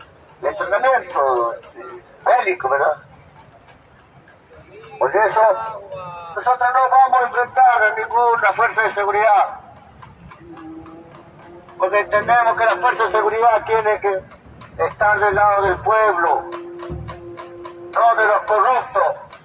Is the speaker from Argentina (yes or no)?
yes; Argentina; somos argentinos, vivimos en el territorio argentino